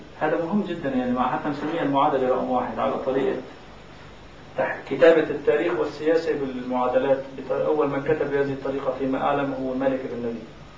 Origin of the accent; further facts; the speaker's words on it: Aleppo, Aleppo Governorate, Syria; حتى عندنا في حلب